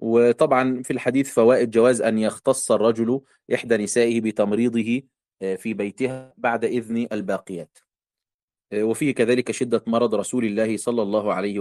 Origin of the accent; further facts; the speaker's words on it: Egypt; الكعب عندنا في مصر